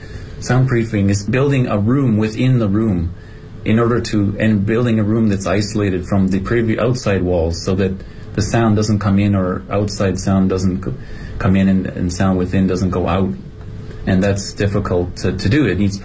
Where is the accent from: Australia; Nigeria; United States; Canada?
Canada; now in Beijing, China; I'm from Canada, and I was hired to come work with a foreign artist here for a few years from Canada.